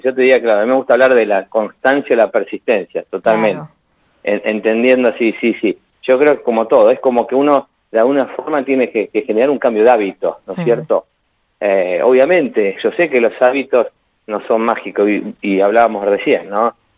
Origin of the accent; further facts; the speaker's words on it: Buenos Aires, Argentina; moved away; Yo soy de Buenos Aires y hace 12 años que vivo acá.